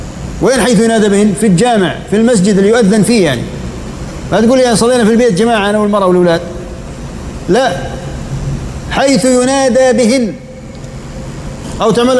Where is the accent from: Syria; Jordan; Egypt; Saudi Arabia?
Jordan; يعني عندنا في الأردن حوالي بجوز 25,000 تقريبا